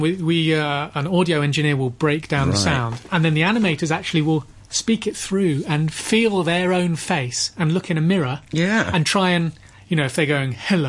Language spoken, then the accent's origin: English; Bristol, South West England, United Kingdom; Is my hometown, and Gromit's hometown for the studio.